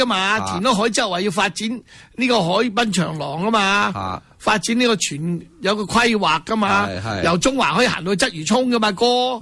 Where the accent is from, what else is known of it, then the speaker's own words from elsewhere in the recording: Hong Kong; 我哋香港人叫翻